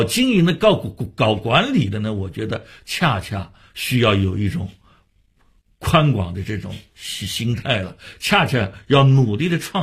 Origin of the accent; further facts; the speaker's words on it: Shanghai, China; 北京人也做过我们上海人的戏啊